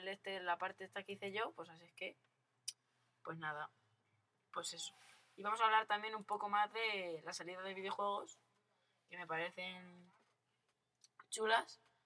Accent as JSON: {"language": "Spanish", "town": "Albacete", "region": "Castilla-La Mancha", "country": "Spain", "said": "Y recuerdo que somos de Albacete."}